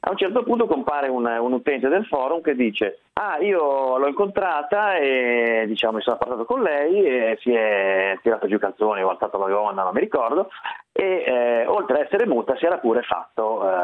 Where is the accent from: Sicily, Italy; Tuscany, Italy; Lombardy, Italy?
Lombardy, Italy; Voghera; io sono originario di Voghera.